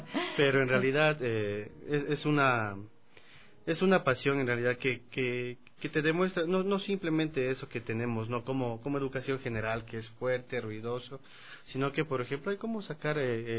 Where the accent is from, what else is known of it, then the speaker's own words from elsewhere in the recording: Loja, Ecuador; born there; mi papá nació en Celica. Yo nací en Loja.